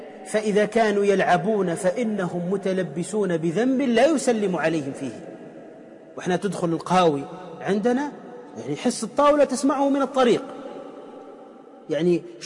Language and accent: Arabic; Tunisia; يسمى عندنا في تونس الشيش بيس